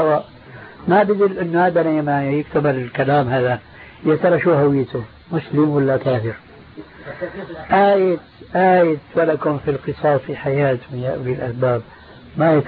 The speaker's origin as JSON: {"language": "Arabic", "town": "Damascus", "region": "Damascus Governorate", "country": "Syria", "said": "كان عندنا في دمشق مروج موقوفة لرعاية الخيل"}